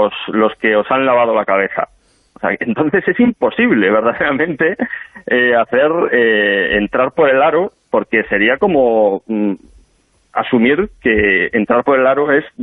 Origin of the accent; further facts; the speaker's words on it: Galicia, Spain; yo, como sabéis, soy gallego y en Galicia la verdad es que no se caracteriza por una gran cantidad de estos grupos en las calles